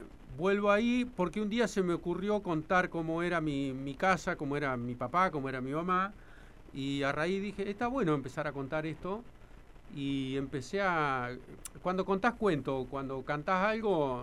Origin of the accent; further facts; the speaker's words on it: Victorica, La Pampa, Argentina; born there; yo soy nacido en Vitorica